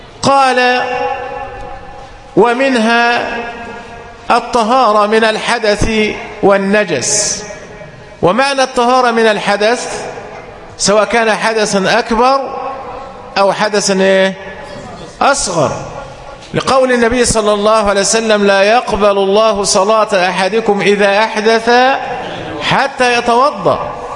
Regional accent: Egypt; وده عندنا في مصر وفي جميع البلاد العربية.

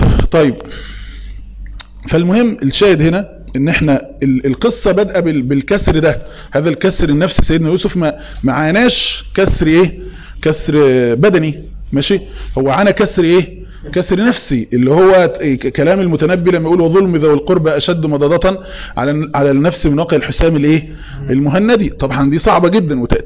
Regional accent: Beni Suef, Beni Suef Governorate, Egypt; انا من مصر من بني سويف من حي الازهري

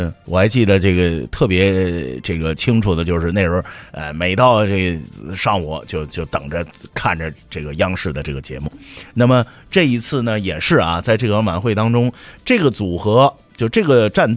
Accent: Northeast China, China; 所以就我是东北人，我特别娇闹。

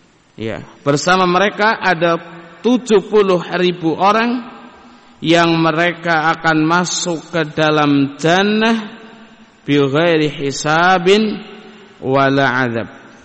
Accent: Banyumas, Central Java, Indonesia; Kita orang Banyumas jangan berani keluar hari Sabtu. hari apesnya orang Banyumas

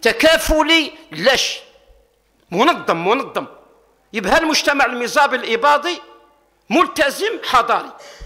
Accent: Algeria; انا جزائري وكذلك انا من امه محمد صلى الله عليه وسلم

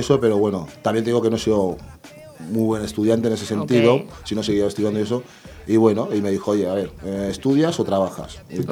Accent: Madrid, Community of Madrid, Spain; yo recuerdo porque yo vengo de Madrid, ¿sí?

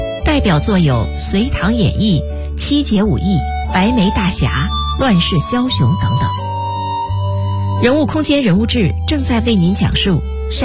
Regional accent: Northeast China, China; also born or lived in Tianjin / Beijing; 我出生在天津，很小的时候抱着到东北，也不光东北，关内、天津、北京也都走。

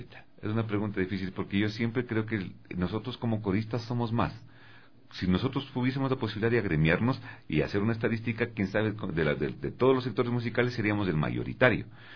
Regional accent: Ecuador; en la mentalidad de nosotros como ecuatorianos no existe la necesidad del arte

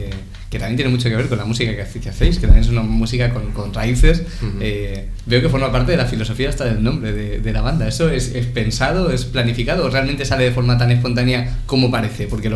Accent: Úbeda, Andalusia, Spain; soy de Úbeda, pero luego en Granada también ha habido parte del funcionamiento.

